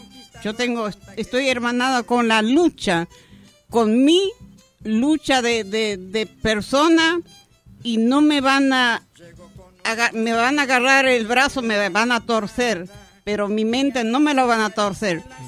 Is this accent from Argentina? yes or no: yes; La Banda, Santiago del Estero, Argentina; born there; En la banda, en Santiago del Estero.